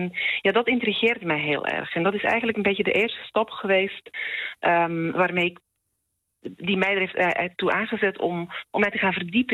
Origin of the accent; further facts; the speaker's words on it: Belgium; now in Netherlands; Gek genoeg heeft het eigenlijk misschien juist wel te maken met het feit dat ik uit België kom.